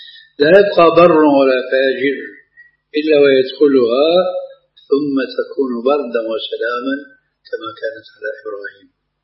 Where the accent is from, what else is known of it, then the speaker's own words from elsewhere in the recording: Syria; now in Jordan; ولو أمثل هنا في الأردن وفي عندنا في سوريا